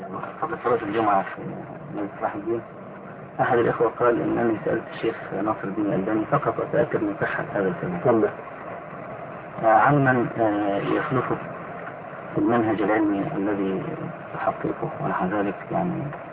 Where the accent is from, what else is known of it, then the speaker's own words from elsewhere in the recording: Egypt; وهو يتردد كثيرا عندنا في مصر